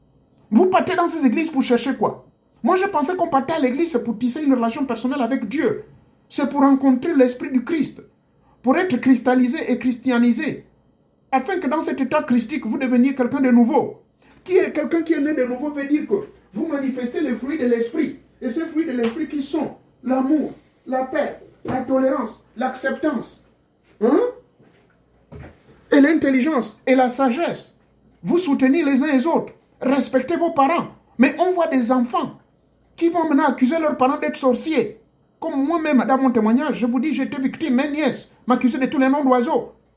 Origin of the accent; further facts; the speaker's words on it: Gabon; chez moi au Gabon